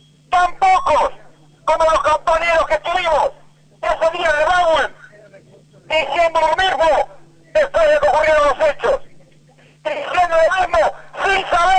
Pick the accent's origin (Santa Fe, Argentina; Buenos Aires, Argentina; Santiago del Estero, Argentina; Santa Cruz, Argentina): Santa Cruz, Argentina; Río Gallegos; después de años he venido a Patagonia, a mi Patagonia porque soy de Río Gallegos